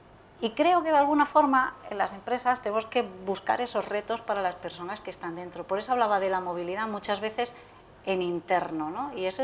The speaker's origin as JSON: {"language": "Spanish", "town": "Alcalá de Henares", "region": "Community of Madrid", "country": "Spain", "said": "Yo soy de Alcalá de Henares"}